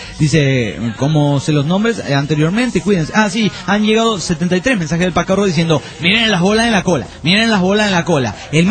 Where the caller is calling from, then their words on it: Mexico; de México